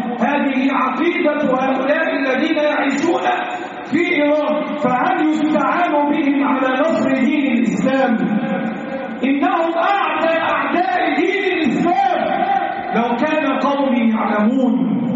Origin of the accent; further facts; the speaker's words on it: Egypt; اللهم احفظ بلدنا مصر من كل سوء.